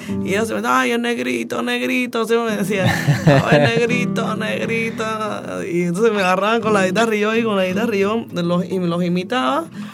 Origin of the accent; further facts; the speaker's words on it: Havana, Cuba; also born or lived in Alamar; En La Habana, sí, yo soy de La Habana.